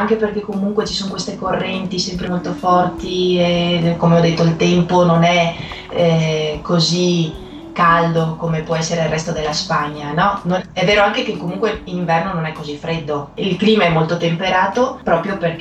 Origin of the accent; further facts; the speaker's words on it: Vicenza, Veneto, Italy; Sono nata nella provincia di Venezia e sono cresciuta a Vicenza.